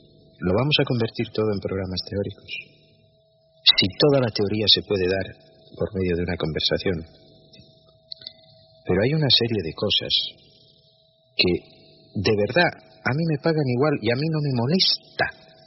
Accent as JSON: {"language": "Spanish", "country": "France", "said": "y siendo francesa tampoco me la identifico"}